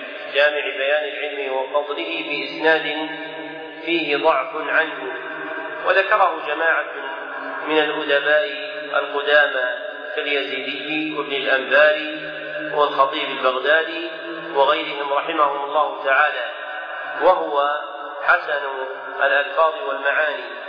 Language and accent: Arabic; Najd, Saudi Arabia; كالمعروف عندنا في نجد بالثوب الردين